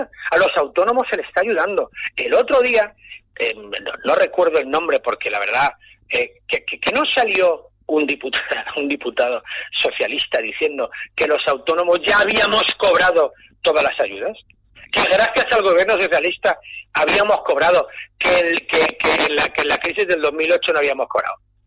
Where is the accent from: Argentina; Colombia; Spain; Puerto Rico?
Spain; Valencia, Valencian Community; lo de Che, es que soy valenciano, ya sabe que nos llaman los Ches, desde Valencia.